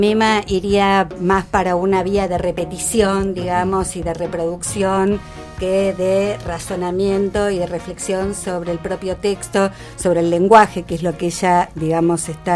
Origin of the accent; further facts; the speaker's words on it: Entre Ríos, Argentina; entrerrianos nos comemos las heces, ¿no?